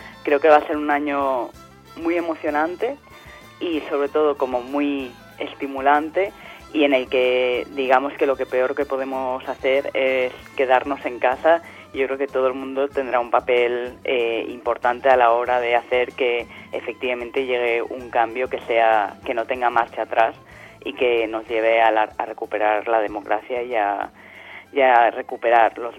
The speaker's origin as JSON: {"language": "Spanish", "town": "Valencia", "region": "Valencian Community", "country": "Spain", "lives_now": "Barcelona, Spain", "said": "Sí, yo de hecho soy de Valencia y cuando llegué a Barcelona fue una de las cosas que más me sorprendió, ¿no?"}